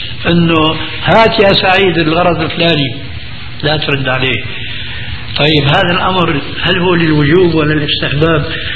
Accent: Syria; والله يمكن فقيه مثل كان عندنا في الشام المفتي الذي قبل هذا

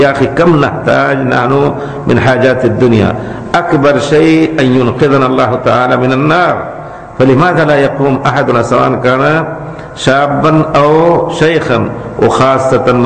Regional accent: India; Arabic is a second language; لكن أنا بتجربتي وأنا هندي

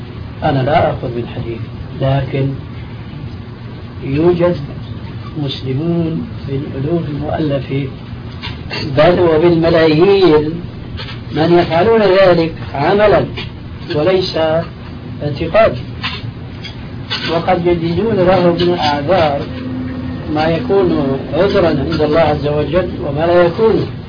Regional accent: Syria; كما يقولون عندنا في سوريا

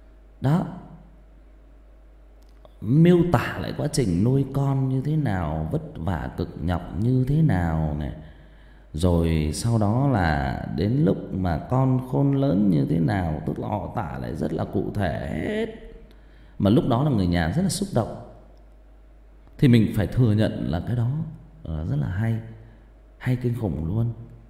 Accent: Northern Vietnam, Vietnam; Mình sinh ra và lớn lên miền Bắc mà, mình thấy là họ ở miền Bắc khi mà người chết người ta khóc lóc rất là thảm thương, họ thuê người về khóc.

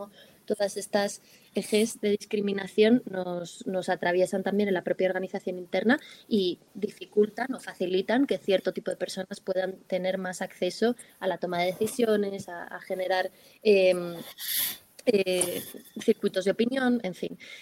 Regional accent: Spain; somos todas españolas

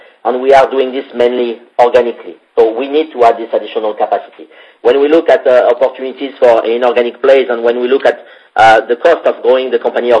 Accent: France; accent: French; That must be my French accent.

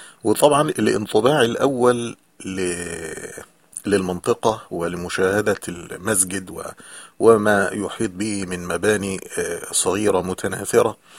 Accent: Egypt; مسجد مثل المساجد المعروفة عندنا في مصر

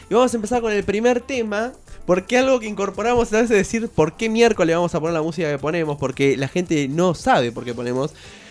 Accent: Campana, Buenos Aires Province, Argentina; ¿Saben que Campana está construida en diagonales? También yo soy de Campana.

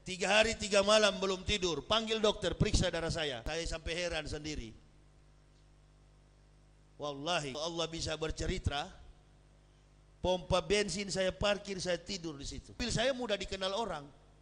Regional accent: Manado, North Sulawesi, Indonesia; pensiunan tentara, saya bapak saya pensiunan tentara. Prabowo ibunya Manado, saya orang Manado.

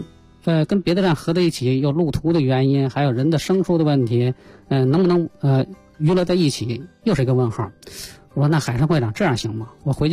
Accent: Beijing, China; 实际上我们都是老北京，嗯，我们从小就玩空竹

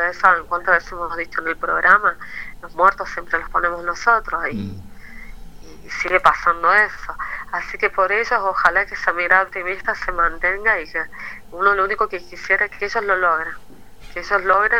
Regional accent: Chile; acá estamos, también somos chilenos, véanos, porque nosotros también queremos ser parte de este pueblo

